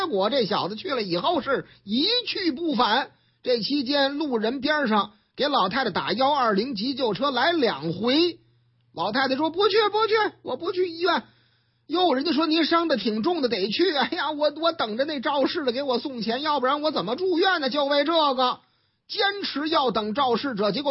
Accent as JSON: {"language": "Chinese", "region": "Shanghai", "country": "China", "tie": "born or raised there", "lives_now": "Beijing, China", "said": "虽然说我老家上海嘛"}